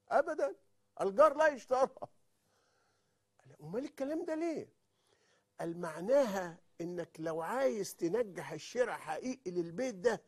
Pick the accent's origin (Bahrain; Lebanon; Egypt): Egypt; ولكن بمثل شائع جدا عارفينه عندنا في مصر